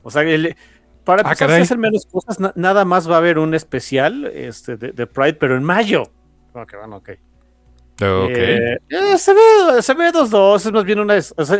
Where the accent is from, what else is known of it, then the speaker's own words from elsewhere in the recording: Mexico; sí soy de acá de México